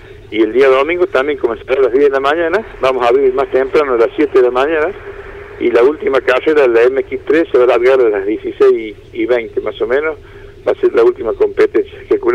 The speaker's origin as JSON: {"language": "Spanish", "region": "La Rioja", "country": "Argentina", "said": "con modestia aparte, como riojano, porque es un circuito que es natural"}